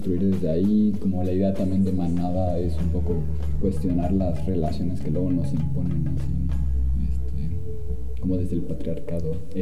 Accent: Mexico City, Mexico; de la Ciudad de México

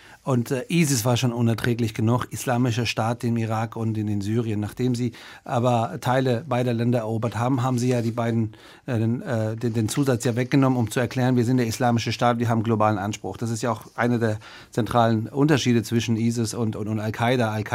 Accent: Germany; ich bin Bundestagsabgeordneter, bin Deutscher, vertrete die Deutschen und die Menschen in Deutschland im Bundestag und auch draußen. Und abends gehe ich nach Hause, mache die Tür zu, höre schlechte iranische Popmusik und bin dann Iraner.

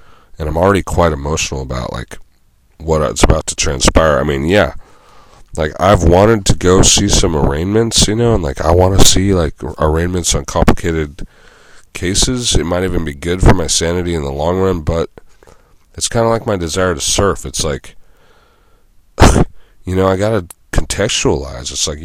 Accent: Santa Cruz, California, United States; In my hometown of Santa Cruz

